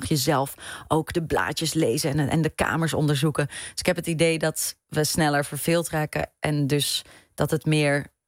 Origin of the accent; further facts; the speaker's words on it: Etten-Leur, North Brabant, Netherlands; En toen ik kwam vers uit Etten-Leur. Ik had nog nooit een toneelvoorstelling gezien.